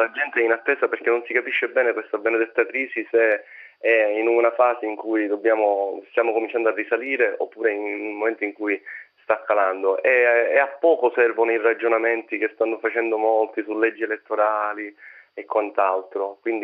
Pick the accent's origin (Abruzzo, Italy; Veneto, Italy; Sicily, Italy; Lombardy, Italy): Sicily, Italy; noi stessi in quanto siciliani